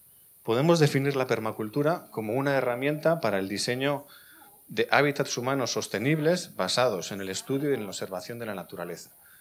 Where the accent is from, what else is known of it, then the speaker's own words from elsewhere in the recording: Vitoria-Gasteiz, Basque Country, Spain; Yo vengo de Vitoria-Gasteiz, que es fue hace unos años la Green Capital Europea, un modelo para Europa